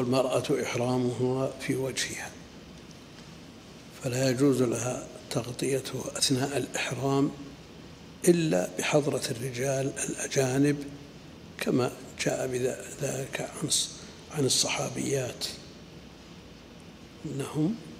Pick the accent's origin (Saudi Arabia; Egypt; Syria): Saudi Arabia; Najd; وهذه مسألة يقع الخلل فيها كثيرا من النساء عندنا في نجد قبل